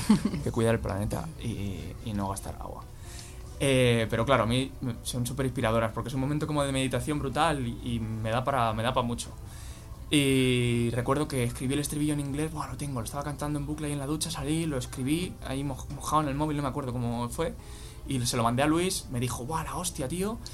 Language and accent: Spanish; Spain; accent: Castilian; tengo acento castellano, evidentemente, no parezco nativo